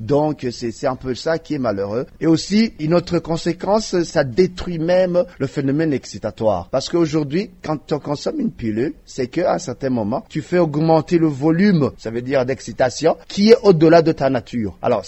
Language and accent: French; Burundi; Chez nous, au Burundi, je dirais qu'il a vitesse de propagation commence à être accélérée.